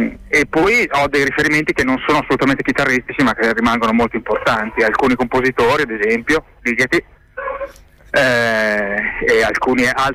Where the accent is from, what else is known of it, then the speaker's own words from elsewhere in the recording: Modena, Emilia-Romagna, Italy; Io sono di Modena.